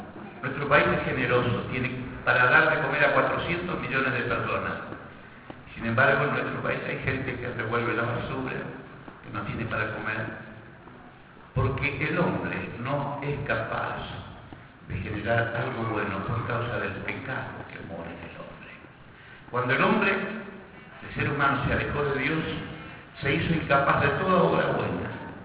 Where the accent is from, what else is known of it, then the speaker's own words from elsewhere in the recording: Buenos Aires, Argentina; yo soy de Capital Federal.